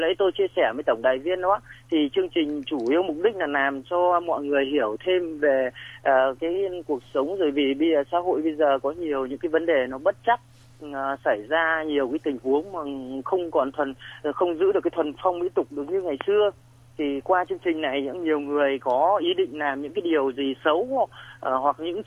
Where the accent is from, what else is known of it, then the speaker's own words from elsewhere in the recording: Hưng Yên, Vietnam; Không, quê mình ở Hưng Yên.